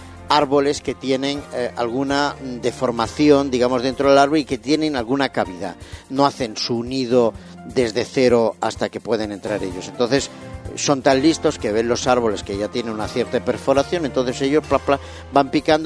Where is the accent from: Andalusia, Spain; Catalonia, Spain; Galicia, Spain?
Catalonia, Spain; Barcelona; Ah, los he visto cuando era pequeño en Barcelona.